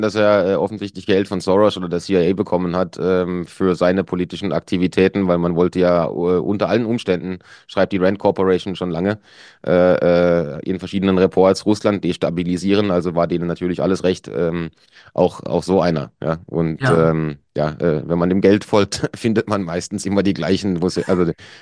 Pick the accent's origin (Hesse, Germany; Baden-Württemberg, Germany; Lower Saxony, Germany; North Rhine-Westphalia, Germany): Baden-Württemberg, Germany; now in Switzerland; Also landschaftlich war es da im süddeutschen Black Forest, ja, Schwarzwald, wo ich herkomme, war es jetzt auch nicht hässlich.